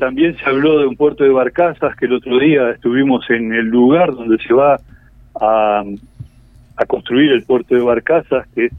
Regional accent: Artigas, Uruguay; moved away as an adult; now in Salto, Uruguay; yo que soy de la frontera, yo soy hace 5 años que vivo en Salto, pero soy de Artigas.

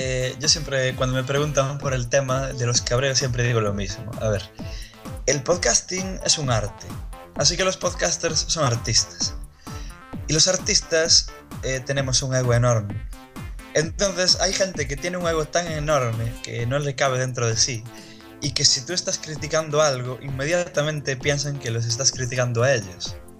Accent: Spain; born there; me da igual ser de España que ser de cualquier otro sitio. Entonces, me da igual que hables mal de mi tierra, porque mi tierra es mi tierra solo porque nací ahí.

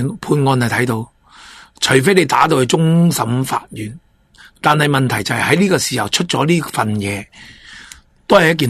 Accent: Hong Kong; 我做我系香港人，我想香港喺法治、自由、民主各方面保持到我哋嘅独立性

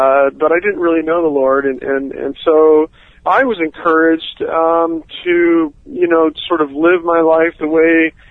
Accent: Puerto Rico; I grew up in Puerto Rico, and I was familiar with the Caribbean islands

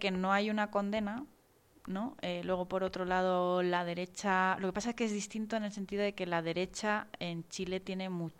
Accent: Spain; siempre he vivido en España, pero he tenido mucha relación con Chile

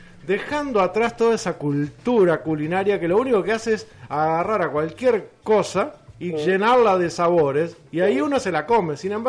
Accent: Uruguay; que uno hable bien del uruguayo siendo uruguayo tiene valor

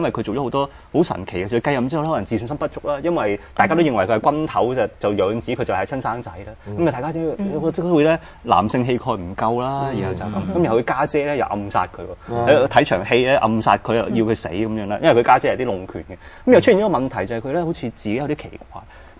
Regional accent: China; 咁所以我哋中國人以為是最好的嘢呢、其實不一定是最好的

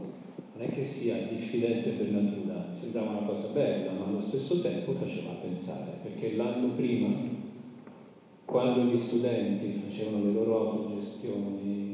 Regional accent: Comiso, Sicily, Italy; sono originario della Sicilia, di Comiso, provincia di Ragusa.

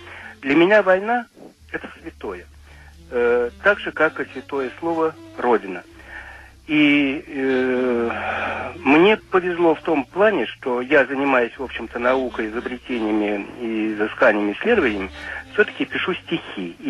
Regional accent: Moscow, Russia; also born or lived in Lipetsk Oblast; Я москвич, но родился я в Липецкой области. И родился я в начале войны, в августе 41-го.

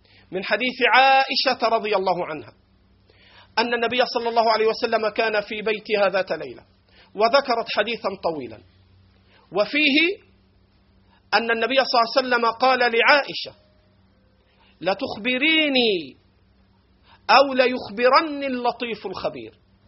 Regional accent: Egypt; accent: Egyptian; على لهجتنا المصرية

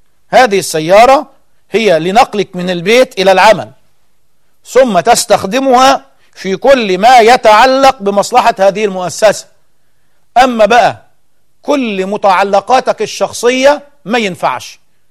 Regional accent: Egypt; طلعت من هدومها يعني بالمعنى العام عندنا في مصر

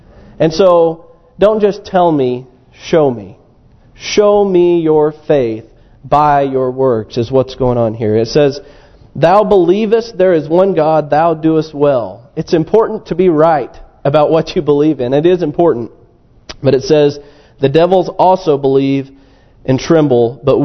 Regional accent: Missouri, United States; Now, I grew up in Missouri, which is the show me state.

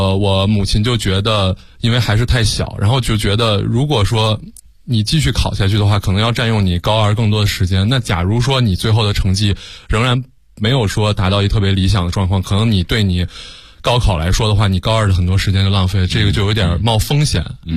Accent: China; 那对于我们中国人来说

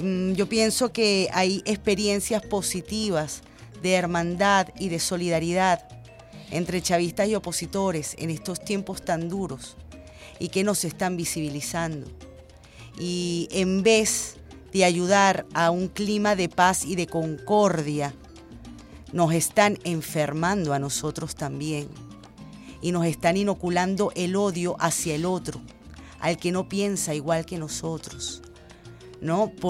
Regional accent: Venezuela; cuando todos somos venezolanos

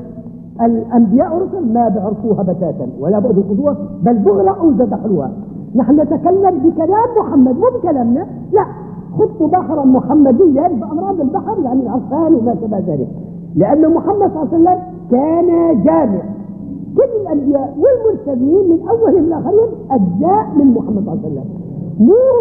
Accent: Syria; مثلا بلادنا بلاد الشام بلاد سوريا

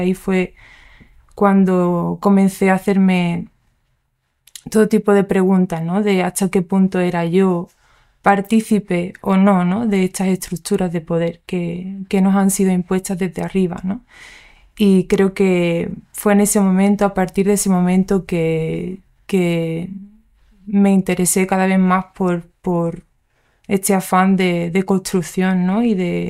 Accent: Andalusia, Spain; also born or lived in England; Nací en Inglaterra, pero me he criado en Andalucía. Y bueno, soy hija de inmigrantes como del norte-sur, por así decirlo.

